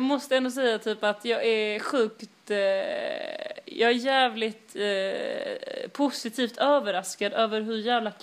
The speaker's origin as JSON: {"language": "Swedish", "town": "Malmö", "region": "Skåne", "country": "Sweden", "said": "Jag kommer från Rosenvång."}